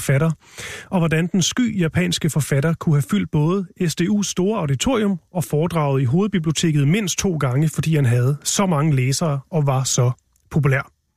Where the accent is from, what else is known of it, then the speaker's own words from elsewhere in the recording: Odense, Region of Southern Denmark, Denmark; born there; Men vi starter i min fødeby, Odense.